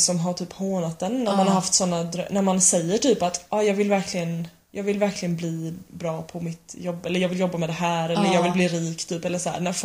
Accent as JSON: {"language": "Swedish", "country": "Sweden", "said": "för vi sa att vi var från Sverige"}